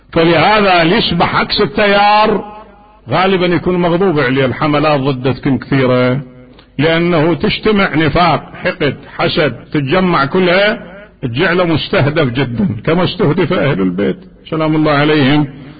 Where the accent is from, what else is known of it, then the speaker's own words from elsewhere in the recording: Iraq; قصة معروفة عندنا في العراق